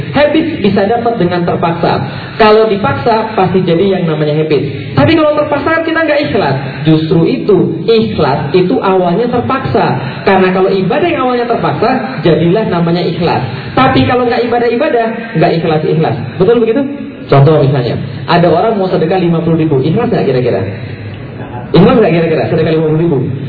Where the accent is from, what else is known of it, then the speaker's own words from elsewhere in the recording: Palembang, South Sumatra, Indonesia; moved away; also born or lived in Jakarta / Bogor; saya aslinya Palembang, pindah ke Jakarta. Dari Jakarta suruh kuliah ke Bogor.